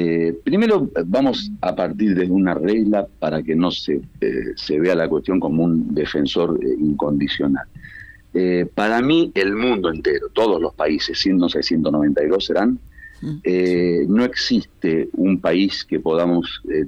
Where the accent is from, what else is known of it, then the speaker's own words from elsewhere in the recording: Buenos Aires, Argentina; accent: porteño; Disculpa que soy muy porteño en hablar.